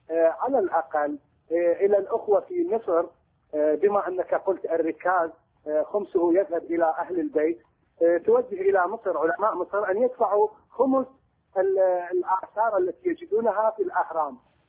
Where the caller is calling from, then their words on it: Baghdad, Baghdad Governorate, Iraq; من بغداد.